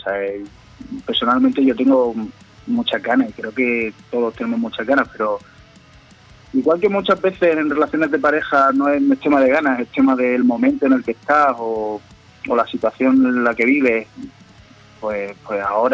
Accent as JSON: {"language": "Spanish", "region": "Andalusia", "country": "Spain", "said": "todos somos de aquí, de Andalucía"}